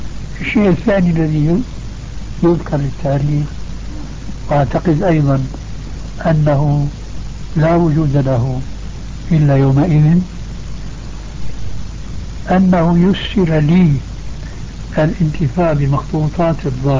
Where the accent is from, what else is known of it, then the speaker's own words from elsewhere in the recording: Syria; يقولوا عندنا في الشام